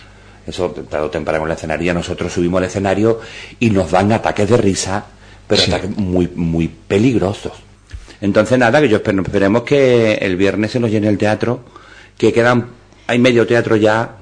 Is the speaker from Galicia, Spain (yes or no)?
no; Jerez, Andalusia, Spain; Yo soy de Jerez, como te acabo de decir.